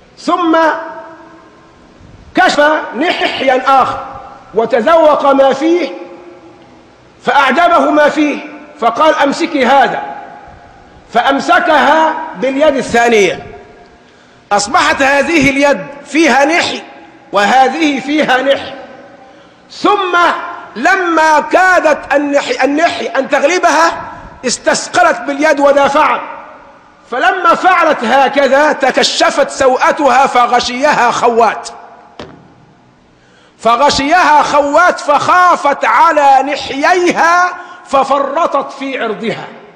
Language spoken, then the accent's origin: Arabic; Sharqia Governorate, Egypt; السمن توضع عندنا نحن أبناء الشرقية في إناء مخخر بنسميه محلبة